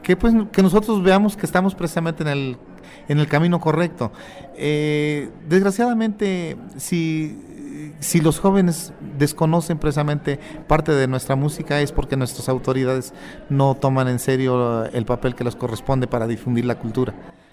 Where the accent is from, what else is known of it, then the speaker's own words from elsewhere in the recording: Huautla, Hidalgo, Mexico; now in Mexico City, Mexico; yo radico en la capital, no estoy en mi tierra. Yo les comentaba que soy de un pueblo de la Huasteca, de alguien que se llama Huautla Hidalgo. Más sin embargo, yo radico en la capital